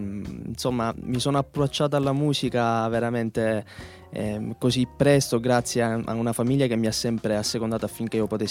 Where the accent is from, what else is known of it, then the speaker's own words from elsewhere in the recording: Vittoria, Sicily, Italy; born there; Io sono nato a Vittoria, che è in provincia di Ragusa. Mm. E, insomma, tuttora vivo lì, sento l'esigenza di fare base lì